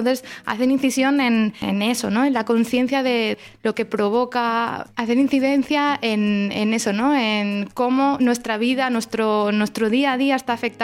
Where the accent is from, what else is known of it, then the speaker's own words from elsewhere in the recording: Barcelona, Catalonia, Spain; está en mi ciudad natal, en Barcelona